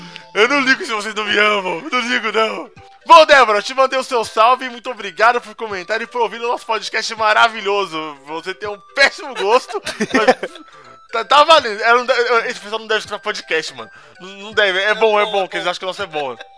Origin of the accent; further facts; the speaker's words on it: Paraná, Brazil; tenho 19 anos, sou de PR.